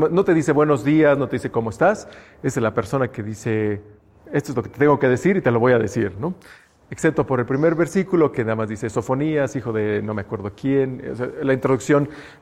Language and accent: Spanish; Mexico; Como mexicanos tenemos también esto, ¿no?